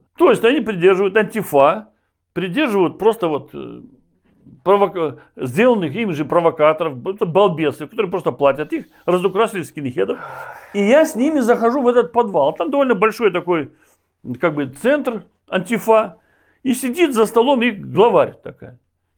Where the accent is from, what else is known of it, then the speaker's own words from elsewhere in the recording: Belarus; твой земляк приехал из Беларуси, я же из Беларуси родом.